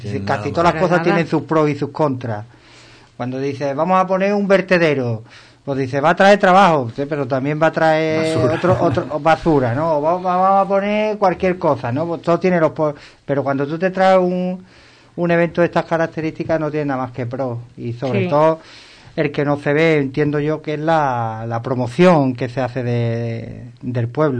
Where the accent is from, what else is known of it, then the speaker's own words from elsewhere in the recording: Ubrique, Andalusia, Spain; no es porque sea mi pueblo, pero Ubrique desde el cielo todavía es más bonito